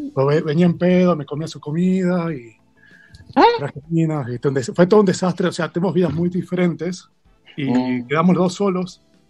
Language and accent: Spanish; Salta, Argentina; Sí, argentino. Sí, salteño.